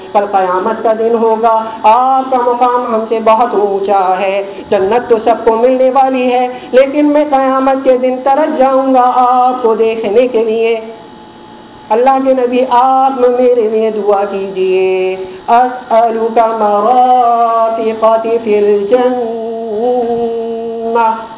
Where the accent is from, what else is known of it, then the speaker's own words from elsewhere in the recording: Karachi, Sindh, Pakistan; اگر آج دیکھیں میرا تعلق کراچی سے ہے اور کراچی میں یہ بیماری پائی جاتی ہے